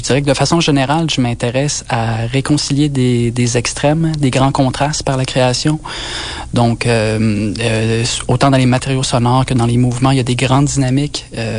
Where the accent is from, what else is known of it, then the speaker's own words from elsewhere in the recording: Quebec, Canada; Moi, je viens de la Côte-Nord. Il n'y avait pas beaucoup d'exemples d'artistes sonores autour de moi quand j'étais jeune, dans les années 80, sur la Côte-Nord.